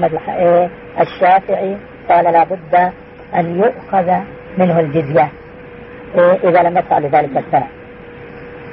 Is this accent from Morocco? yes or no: no; Jordan; الآن 48% إلى 50% من القضاة نصارى عندنا في الأردن.